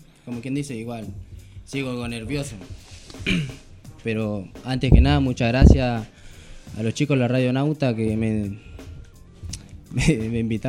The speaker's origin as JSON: {"language": "Spanish", "town": "La Plata", "region": "Buenos Aires Province", "country": "Argentina", "said": "Soy de acá, de La Plata, Barrio Malvina."}